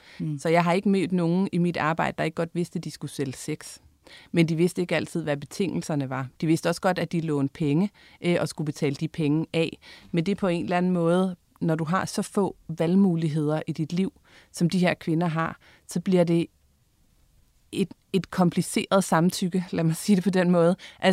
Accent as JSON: {"language": "Danish", "region": "Jutland", "country": "Denmark", "said": "vi på en måde alle sammen er fra Jylland."}